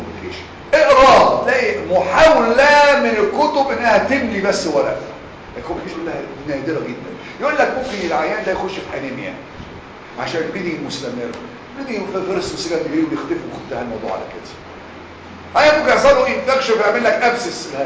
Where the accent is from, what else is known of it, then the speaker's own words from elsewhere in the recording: Egypt; احنا يا مصريين بنسمي كل الانال بروبلم بايلز